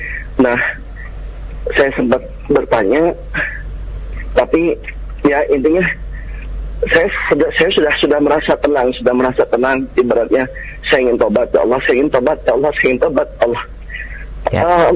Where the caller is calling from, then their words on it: Tangerang, Banten, Indonesia; Saya dari Tangerang.